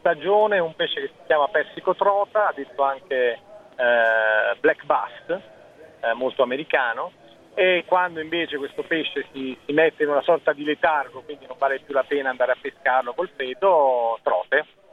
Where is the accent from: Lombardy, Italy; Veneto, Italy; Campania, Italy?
Campania, Italy; Naples; essendo napoletano e persona di mare, che però, come dire, sverna in Sardegna quando può